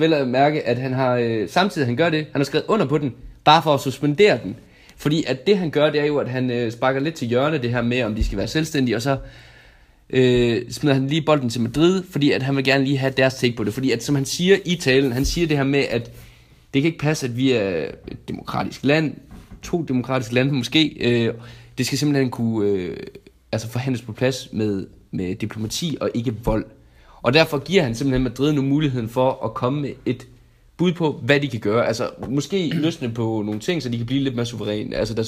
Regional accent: Region of Southern Denmark, Denmark; Ja, der kan jeg allerede som dansker, især som sønderjyde, sige, at det vil vi stik ikke

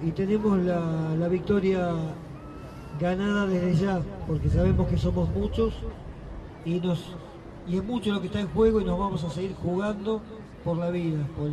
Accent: Andalgalá, Catamarca, Argentina; cuando salimos nosotros de Andalgalá, o sea, nos juntamos para ir.

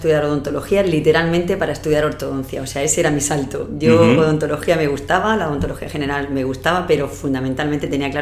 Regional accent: Los Montesinos, Valencian Community, Spain; now in Murcia, Spain; yo nací en un pueblo de Alicante, en los Montesinos. Sí. Y bueno, pues un poco arrastrar lo que ha sido de siempre a la gente de mi pueblo, luego haber venido a Murcia a estudiar la carrera, luego me fui a hacer la especialidad de ortodoncia a la Complutense en Madrid.

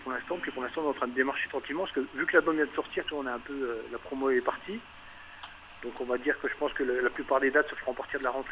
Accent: Besançon, Bourgogne-Franche-Comté, France; Donc, on est dans l'est, on vient de Besançon, dans le Doubs.

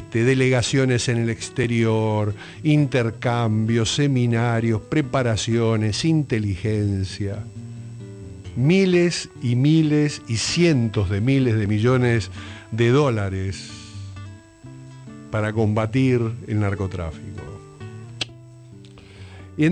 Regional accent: Argentina; digo yo como ciudadano argentino

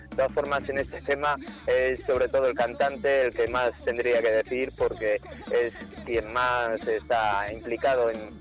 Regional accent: San Sebastián de los Reyes, Community of Madrid, Spain; Nosotros, dos miembros del grupo, somos de San Sebastián de los Reyes, que está pues en la provincia de Madrid

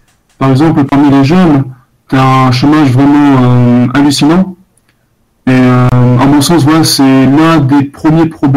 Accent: Réunion; Alors je viens de la Réunion.

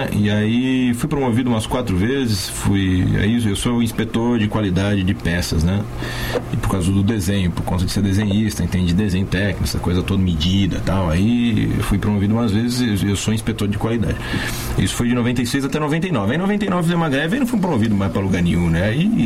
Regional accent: Santo André, São Paulo, Brazil; moved away as an adult; also born or lived in Catanduva / Itápolis / Rio Preto; now in São Carlos, Brazil; Então, 17. Efetivamente eu saí de Santo André com 19.

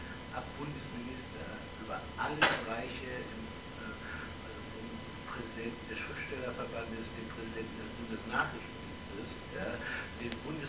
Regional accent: West Germany, Germany; Als Westdeutscher muss ich natürlich auch immer darauf hinweisen

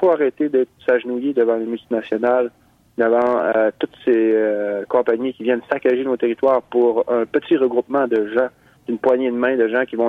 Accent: Mashteuiatsh, Quebec, Canada; On vient de Machtéouillat.

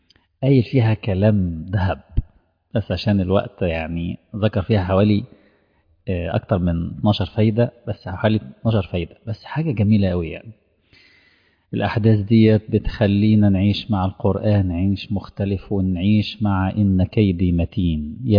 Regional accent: Egypt; منطقة العريش عندنا في مصر

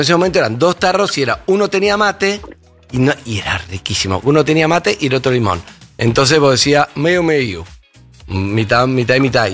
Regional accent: Rio de Janeiro, Brazil; Spanish is a second language; Cuando yo era pequeño, yo iba mucho para la playa. Entonces, en la playa del Río de Janeiro, de ese momento, cuando era pequeño, en Ipanema, Copacabana, Leblon

